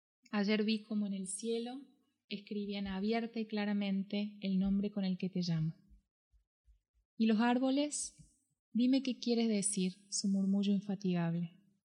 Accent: Córdoba, Argentina; yo soy de Córdoba, entonces hablo como una persona de Córdoba, no Córdoba, la Nueva Andalucía, Córdoba, Argentina.

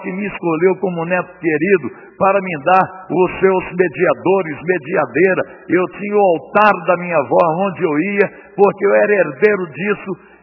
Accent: Belo Horizonte, Minas Gerais, Brazil; also born or lived in Curvelo; Eu nasci em Curvelo, fui criado em Belo Horizonte, morei em 4 bairros em Belo Horizonte, bons bairros, no Funcionário, na Serra, no Bonfim e no bairro Universitário, antes de me converter. Mas fui criado num lar hiper religioso

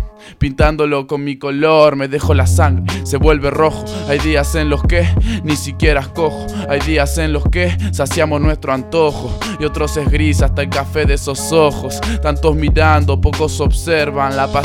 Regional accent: Mar del Plata, Buenos Aires Province, Argentina; born there; now in Córdoba, Argentina; en Mar del Plata, que es donde yo nací en realidad, aunque vivo acá desde los 3 años.

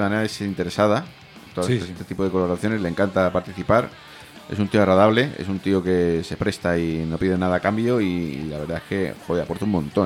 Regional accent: Madrid, Community of Madrid, Spain; yo soy de la Lipa, o sea, estamos relativamente cerca, ¿no? De Vallecas, nos separamos la Atalaz.

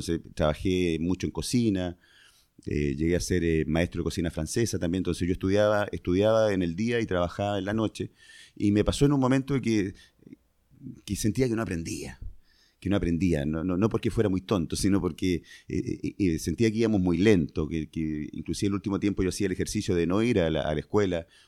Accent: Concepción, Biobío, Chile; born there; yo originalmente nací en Concepción, que es una ciudad que está en Concepción, una ciudad que está en la octava región en Chile. Ahí nací...

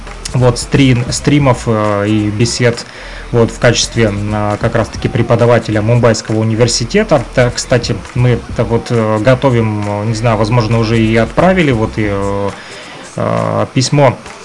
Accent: Luhansk Oblast, Ukraine; там были люди из Европы, вот, в том числе из России, вот, и я из ЛНР

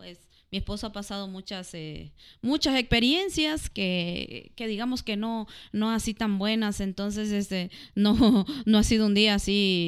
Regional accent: Nicaragua; now in Mexico; porque acá es mi país, México también, pero mi otro país, Nicaragua, allá mi carrera de administración de empresa

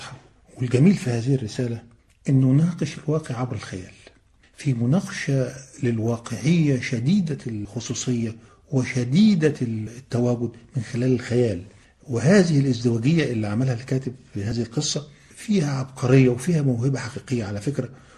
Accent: Egypt; أنا حتى عندنا في مصر بنقول الدوي على الودان أمر من السحر

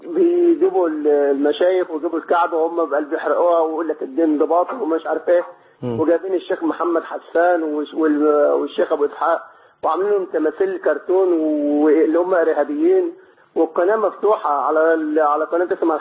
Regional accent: Egypt; مصر، أنا مصري.

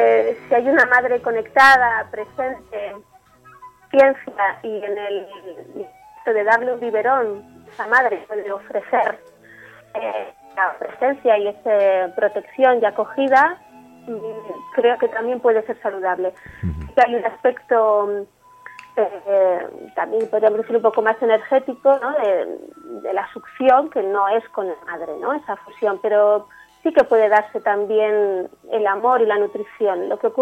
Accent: Pamplona, Navarre, Spain; Pues justo estoy en unos días pasando con mi familia y soy de Navarra, de Pamplona.

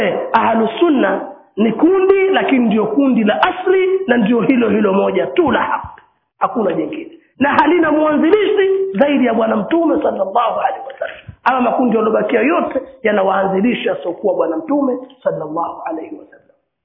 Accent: Pangani, Tanga Region, Tanzania; Kama ni kule kwetu kuna amiri wa Pangani, kuna amiri wa Tanga, kuna amiri wa Tanzania.

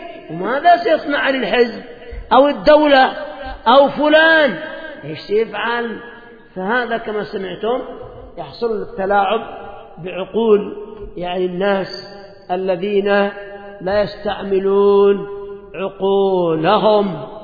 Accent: Yemen; هذا عندنا في اليمن،

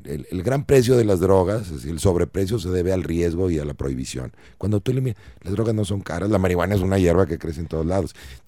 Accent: Mexico; Cada uno de nosotros como mexicanos debemos de tomar decisiones

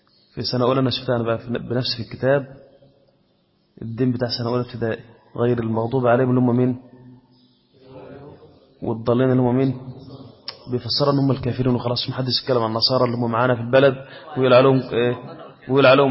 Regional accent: Egypt; كان عندنا في مصر هنا رئيس القضاء

